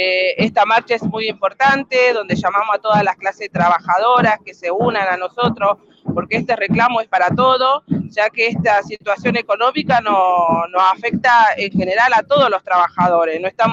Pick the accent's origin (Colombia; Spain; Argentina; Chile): Argentina; La Plata, Buenos Aires Province; Mira, yo soy de parte de La Plata, estoy en un barrio que se llama El Peligro